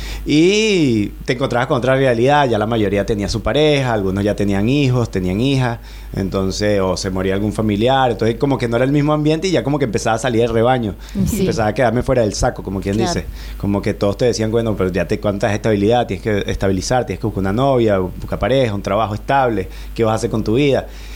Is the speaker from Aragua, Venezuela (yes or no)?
yes; La Victoria, Aragua, Venezuela; born there; moved away; soy de Venezuela, soy de la región central, nacido en La Victoria, estado de Aragua, un estado muy cerca de la costa, en una localidad que queda relativamente cerca de la capital, a 45 minutos por autopista, cerca de la capital del mismo estado